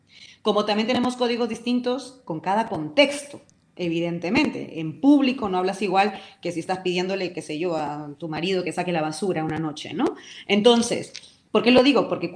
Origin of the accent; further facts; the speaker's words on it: Peru; accent: Peruvian; now in Spain; Tú me estás escuchando y mi acento no es un acento español. Tengo mi acento, hablo como hablaba en Perú y se me ve.